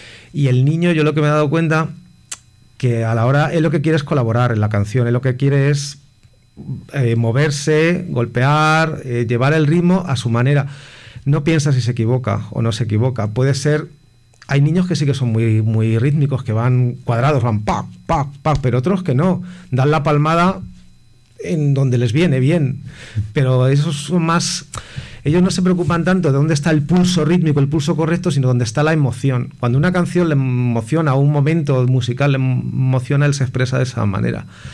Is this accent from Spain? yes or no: yes; Toledo, Castilla-La Mancha, Spain; born there; now in Madrid, Spain; Yo nací en Toledo. Uh-huh. Y llegué aquí a Madrid en el año 2001.